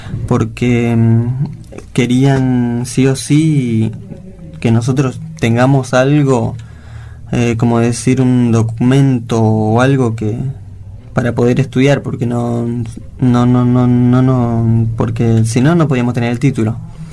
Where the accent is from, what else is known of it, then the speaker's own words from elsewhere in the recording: Bolivia; now in Argentina; Yo soy boliviano y la verdad estoy orgulloso y también de acá en Argentina de poder ahora adaptarme, lo que sí me costó mucho.